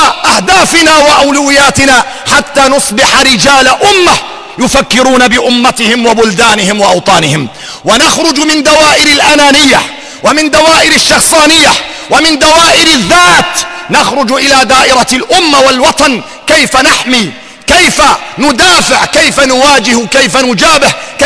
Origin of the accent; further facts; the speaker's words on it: Syria; يجب أن نعترف بأن بلدنا سوريا